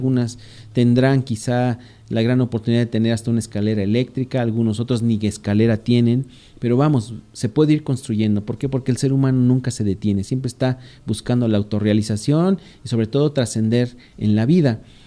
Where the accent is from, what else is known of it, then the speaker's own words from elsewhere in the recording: Valle de Chalco, State of Mexico, Mexico; Saludos para allá, para, bueno, pues sí, justamente Valle de Chalco, de donde yo vengo.